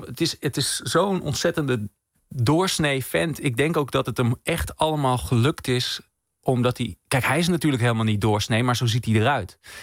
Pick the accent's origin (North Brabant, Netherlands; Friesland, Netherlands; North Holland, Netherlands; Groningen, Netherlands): Groningen, Netherlands; Omdat ik kom uit Groningen en ik woonde in een wijk vlak naast het Noorderplantsoen.